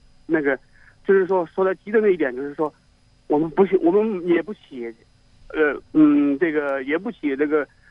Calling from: Hunan, China; 我是湖南的。

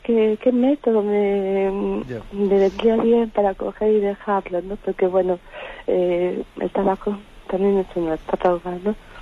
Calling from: A Coruña, Galicia, Spain; de La Coruña.

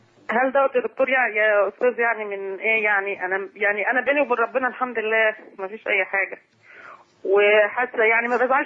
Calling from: Faiyum, Faiyum Governorate, Egypt; من الفيوم.

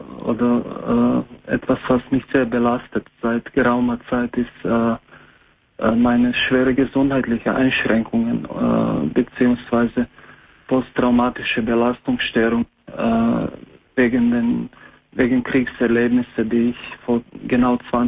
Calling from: Croatia; German is a second language; moved away; ich bin 38 und ich komme ursprünglich aus Kroatien.

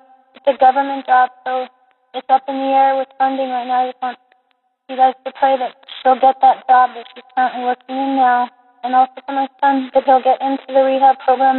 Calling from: New Mexico, United States; I'm calling from New Mexico.

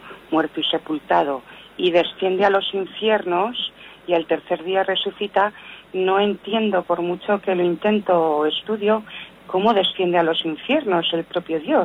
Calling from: Zaragoza, Aragon, Spain; de Zaragoza.

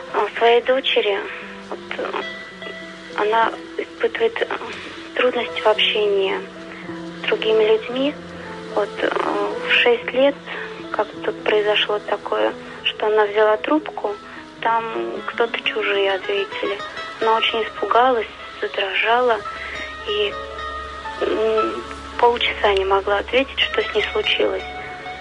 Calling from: Zavolzhye, Nizhny Novgorod Oblast, Russia; Из города Заволжья.

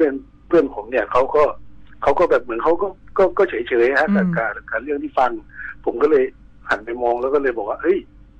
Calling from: Bangkok, Thailand; ผมอยู่ตรงแถวแอร์พอร์ตลิงก์รามครับ

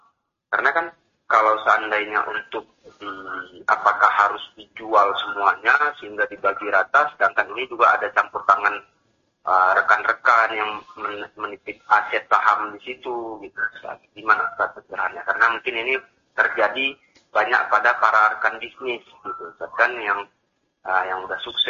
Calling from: Langsa, Aceh, Indonesia; Ya, Ustaz, saya dari Langsa, Aceh, Ustaz.

